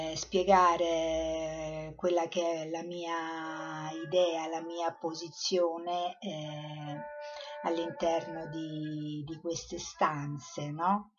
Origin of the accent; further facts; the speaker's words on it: Rome, Lazio, Italy; sono nata a Roma, ho vissuto prevalentemente a Roma